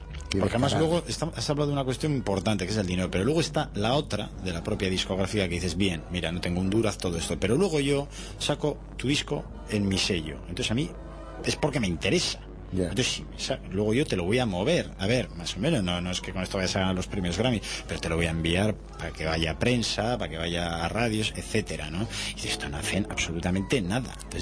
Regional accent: Bilbao, Basque Country, Spain; soy de Bilbao

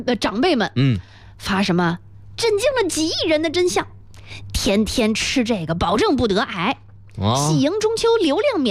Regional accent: South China, China; 我小时候生活在南方，冬天可真不好过。

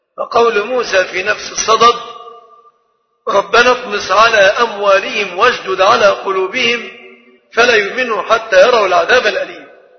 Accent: Egypt; فالحمد لله أننا كمصريين

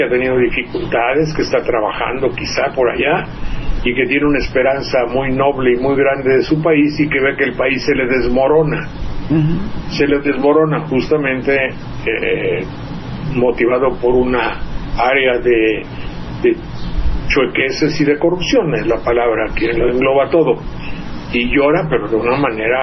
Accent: Veracruz, Mexico; si yo me hubiera quedado en mi pueblo, pues ahí estuviera yo de viejito en un sillón mirando pasar los opilotes y los ADOs y camiones Jalapa Banderilla

